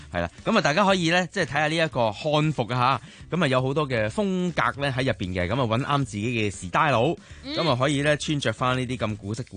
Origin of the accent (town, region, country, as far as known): Hong Kong